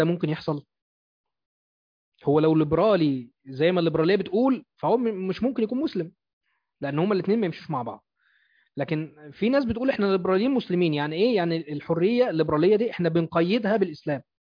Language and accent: Arabic; Egypt; لان احنا في مصر بنتحكم للقانون الفرنسي